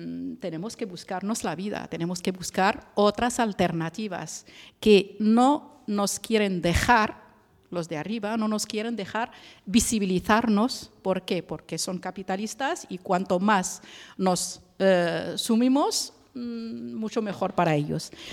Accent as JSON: {"language": "Spanish", "country": "Morocco", "moved": "as an adult", "lives_now": "Barcelona, Spain", "said": "vine de Marruecos con la licenciatura en economía desde 2006 y bueno, acabé aquí mi doctorado"}